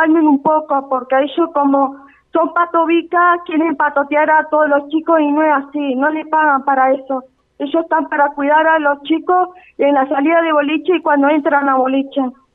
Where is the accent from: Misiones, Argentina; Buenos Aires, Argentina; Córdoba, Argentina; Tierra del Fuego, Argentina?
Buenos Aires, Argentina; yo soy de Buenos Aires también